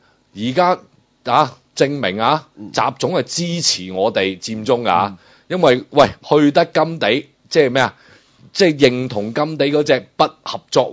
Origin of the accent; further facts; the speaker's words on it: Guangdong, China; 我哋广东人只会讲一回山，两回熟，三回就大结局噶啦